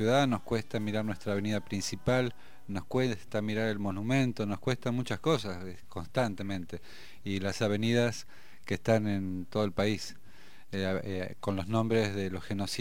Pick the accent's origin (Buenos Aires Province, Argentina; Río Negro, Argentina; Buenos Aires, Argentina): Río Negro, Argentina; General Roca; born there; Yo soy originario, descendiente de Mapuche, y la ciudad donde nací es General Roca.